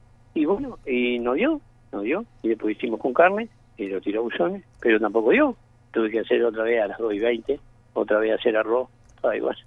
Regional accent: San Carlos, Maldonado, Uruguay; sí soy nacido y criado en San Carlos. Soy de la ciudad esta.

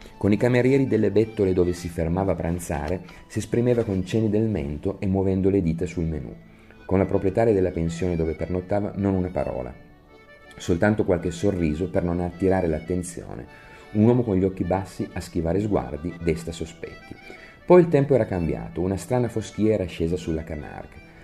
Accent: Turin, Piedmont, Italy; Io sono torinese, dei torinesi si parla spesso del loro understatement, della loro riservatezza.

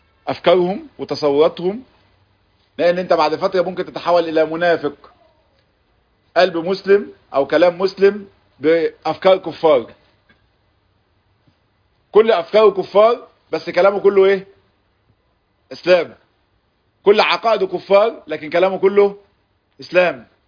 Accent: Gaza Strip, Palestine; احنا محاصرين بقالنا سنين بس احنا عمرنا ما فيش اصلا حاجه اسمها يهود في غزه.

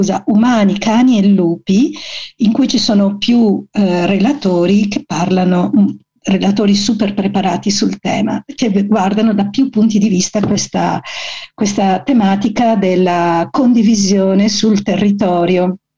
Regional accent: Calabria, Italy; e lo dico con tutto l'affetto del mondo, visto che sono anche calabrese

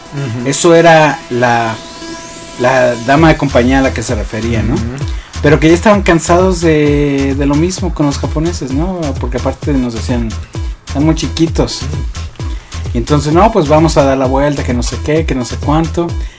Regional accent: Mexico; Pero siendo mexicanos, siendo como somos

